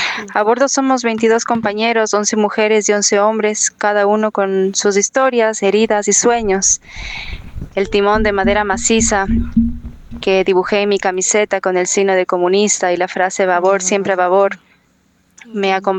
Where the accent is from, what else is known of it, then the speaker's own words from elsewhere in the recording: Ecuador; soy ecuatoriana.